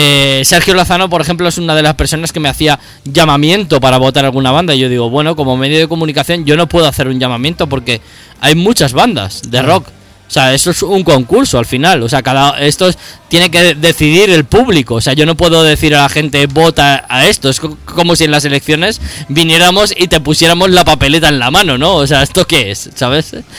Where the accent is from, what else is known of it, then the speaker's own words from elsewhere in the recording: Ciempozuelos, Community of Madrid, Spain; también es de mi pueblo, de Cienpozuelos